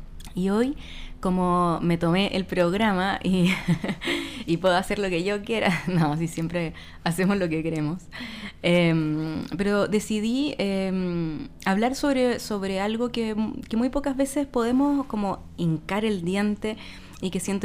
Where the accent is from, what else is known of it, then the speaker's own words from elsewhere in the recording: Santiago, Santiago Metropolitan Region, Chile; now in Chiloé, Chile; Nosotras dos somos de Santiago y vivimos en Chiloé hace varios años ya